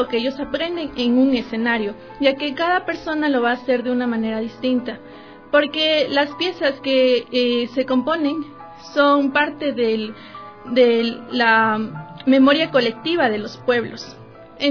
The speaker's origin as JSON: {"language": "Spanish", "country": "Ecuador", "said": "nosotros como talentos ecuatorianos tenemos la obligación y el compromiso con nuestra sociedad"}